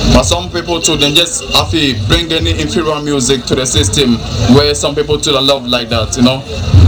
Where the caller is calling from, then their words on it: Cape Coast, Central Region, Ghana; We're talking from Ghana. Cape Coast. Cape Coast.